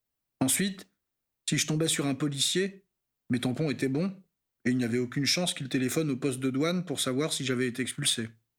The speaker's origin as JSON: {"language": "French", "country": "Senegal", "said": "Il faut savoir qu'en tant que Sénégalais, j'ai le droit de circuler dans toute l'Afrique de l'Ouest, et ce sans visa."}